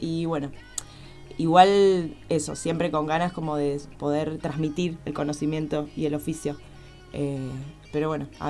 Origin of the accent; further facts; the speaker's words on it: Buenos Aires, Argentina; Ya hace 7 años que estoy en el Valle, vengo de Buenos Aires.